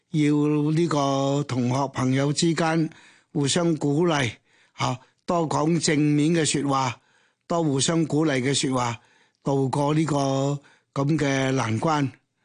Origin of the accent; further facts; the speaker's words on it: Hong Kong; 我哋香港人咧坐住呢只船